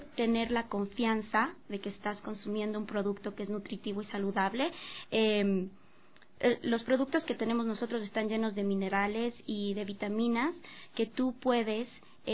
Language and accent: Spanish; Ambato, Tungurahua, Ecuador; nosotros somos de Ambato, de la ciudad de Ambato